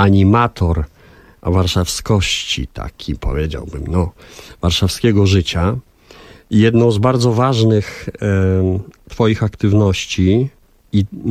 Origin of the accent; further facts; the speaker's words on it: Warsaw, Masovian Voivodeship, Poland; Z Mokotowa